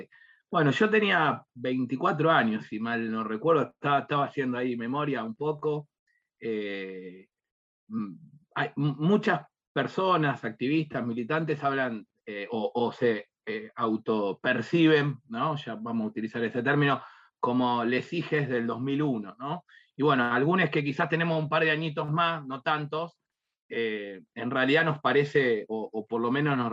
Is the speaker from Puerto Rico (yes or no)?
no; Lanús, Buenos Aires Province, Argentina; Ahora volví a Lanús, yo soy de Lanús, pero bueno, en ese momento me había mudado hacía poquitos años a Capital